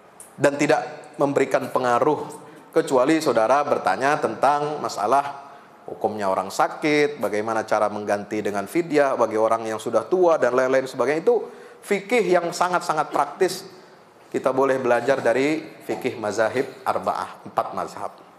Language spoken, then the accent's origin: Indonesian; Pekojan, Jakarta, Indonesia; ternyata saya juga orang Pekojan